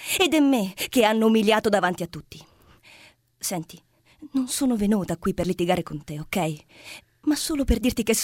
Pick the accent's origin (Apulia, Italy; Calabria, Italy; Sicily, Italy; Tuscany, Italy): Calabria, Italy; Catanzaro; also born or lived in Scafati; Nata a Scafati, vissuta per 20 anni a Catanzaro, vabbè, non esageriamo, e poi per 10 anni a Napoli adesso.